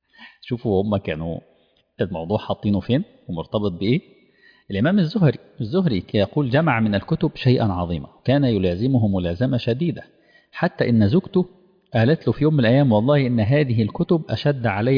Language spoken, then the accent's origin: Arabic; Egypt; إحنا عندنا في مصر كان مشروع مشهور جدا للقراءة للجميع